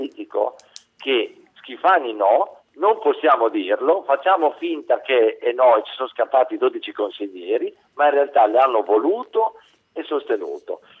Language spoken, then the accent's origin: Italian; Modena, Emilia-Romagna, Italy; Io sono di Modena, nella mia zona, nel mio comune